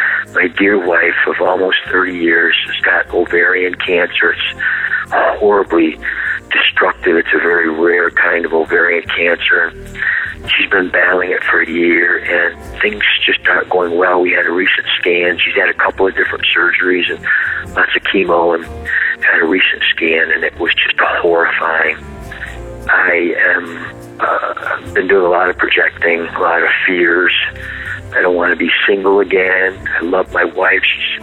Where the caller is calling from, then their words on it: Syracuse, New York, United States; I'm calling from Syracuse, New York.